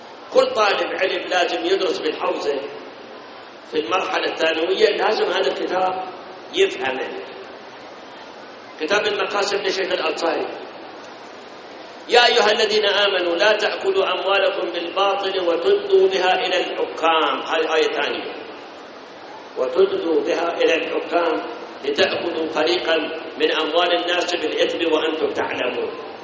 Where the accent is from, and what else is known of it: Iraq